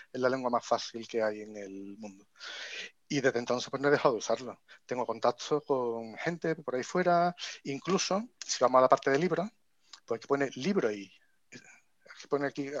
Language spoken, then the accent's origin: Spanish; Córdoba, Andalusia, Spain; yo no solo nací en Córdoba, sino que hice allí el bachillerato